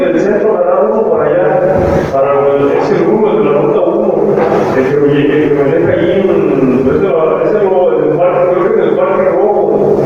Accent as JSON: {"language": "Spanish", "region": "Jalisco", "country": "Mexico", "said": "No, de aquí de... Soy de aquí en Jalisco."}